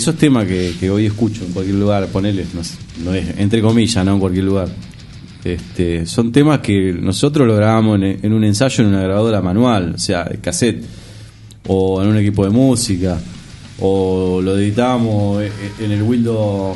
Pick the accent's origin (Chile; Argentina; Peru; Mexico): Argentina; José C. Paz, Buenos Aires Province; Nosotros somos de José C. Paz.